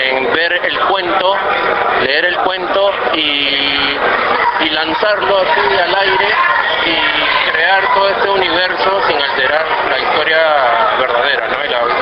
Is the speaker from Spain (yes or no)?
no; Lima, Peru; yo soy del barrio de Matute, de La Victoria, y vivía muy de cerca todos los acontecimientos